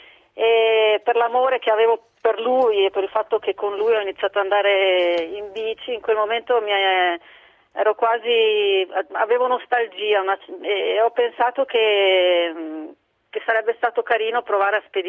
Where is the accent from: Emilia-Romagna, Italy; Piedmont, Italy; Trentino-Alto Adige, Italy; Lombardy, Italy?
Trentino-Alto Adige, Italy; Bolzano; Io sono di Bolzano, sì, cresciuta a Bolzano, e, insomma, amo le Dolomiti